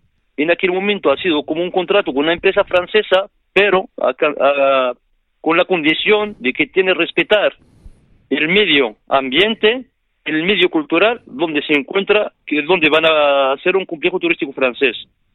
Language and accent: Spanish; Ajdir, Tanger-Tetouan-Al Hoceima, Morocco; Spanish is a second language; now in Almería, Spain; yo como soy del pueblo de Ashdir y de la provincia de Alhucemas, yo aprendí el dialecto marroquí, lo aprendí aquí en Almería. ¿Sabes? Yo en el colegio directamente estudiaba en árabe clásico y francés. Luego sigue el secundario en inglés.